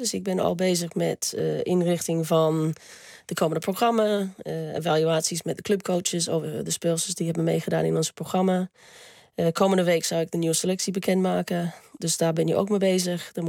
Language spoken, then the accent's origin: Dutch; Australia; now in Netherlands; Maar dat doet me altijd denken aan Australië als ik de geur...